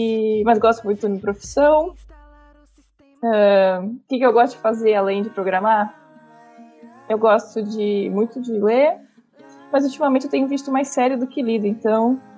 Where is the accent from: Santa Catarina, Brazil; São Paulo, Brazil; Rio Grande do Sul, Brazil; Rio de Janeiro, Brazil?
Santa Catarina, Brazil; Palhoça; Depende, pode me chamar pelos dois nomes, eu aceito. Eu sou de Palhoça, Casa de Palha. Que é uma cidade próxima de Florianópolis, fica a 20 quilômetros. Trabalho em Florianópolis.